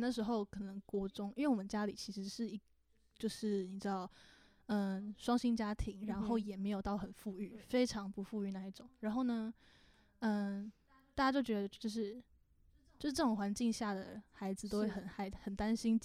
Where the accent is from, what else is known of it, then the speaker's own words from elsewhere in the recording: Kaohsiung, Taiwan; 我是高雄人，高雄人要翻山越岭去台北。